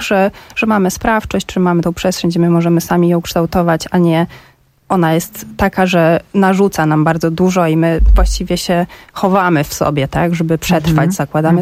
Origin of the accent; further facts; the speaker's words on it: Warsaw, Masovian Voivodeship, Poland; ja się wychowałam w Warszawie, całą rodzinę praktycznie mam w Warszawie.